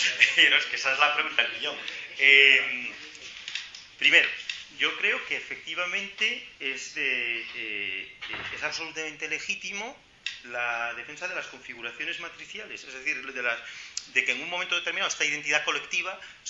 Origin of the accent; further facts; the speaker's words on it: Galicia, Spain; yo soy gallego, ¿no? Los gallegos somos nación, o yo por lo menos soy nación, quiero decir, como gallego, ¿no?